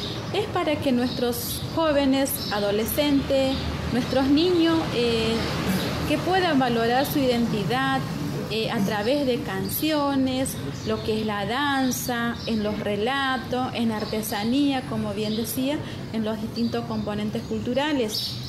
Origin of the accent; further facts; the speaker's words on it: Pampa del Indio, Chaco, Argentina; vengo de Pampa del Indio